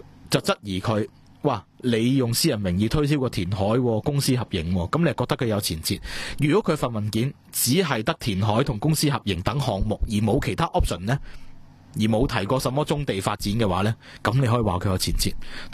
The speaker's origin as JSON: {"language": "Cantonese", "country": "Hong Kong", "said": "喂，作为一个香港人，作为一个香港嘅地方有国际视野㗎嘛"}